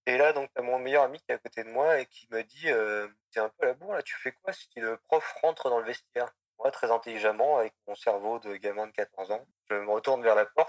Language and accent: French; Laval, Pays de la Loire, France; je viens de Laval.